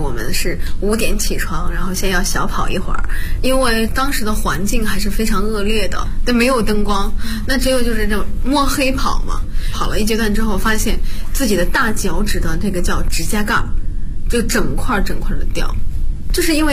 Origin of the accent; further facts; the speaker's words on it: Bozhou, Anhui, China; 我是华佗五禽戏第59代传承人，我来自安徽亳州。